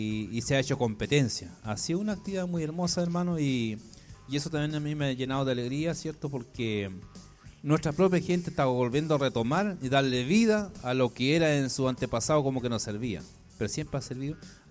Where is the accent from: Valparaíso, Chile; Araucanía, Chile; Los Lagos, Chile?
Araucanía, Chile; yo vengo de la zona del Budi